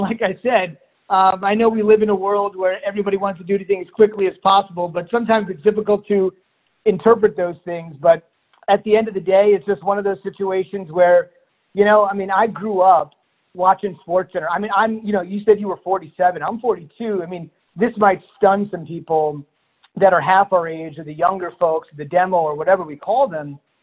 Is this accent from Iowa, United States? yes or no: no; New Jersey, United States; you know, I grew up in New Jersey, so the first sports talk radio station, WFAN